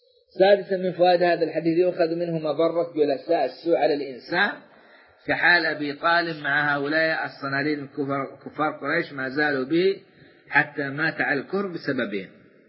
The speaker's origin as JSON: {"language": "Arabic", "country": "Saudi Arabia", "said": "بلادنا السعودية"}